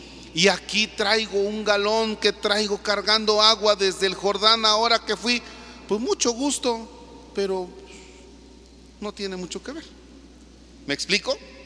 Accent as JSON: {"language": "Spanish", "country": "Mexico", "said": "Y nosotros somos mexicanos."}